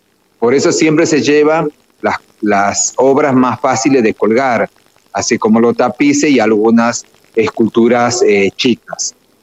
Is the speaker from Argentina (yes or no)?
yes; Argentina; cuando el lugar donde nacimos, allá en los Valles Cachaquíes, uno aprende, digamos, oralmente.